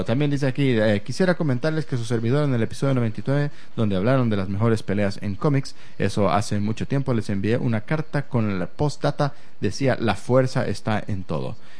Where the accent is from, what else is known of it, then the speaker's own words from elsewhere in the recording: Oaxaca, Mexico; soy de Oaxaca, México, la tierra del chapulín, el quesillo, la tlayuda y el mezcal.